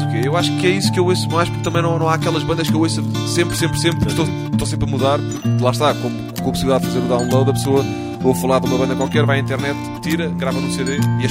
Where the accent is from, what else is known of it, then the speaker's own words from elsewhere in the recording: Portugal; às vezes eu digo que venho de Portugal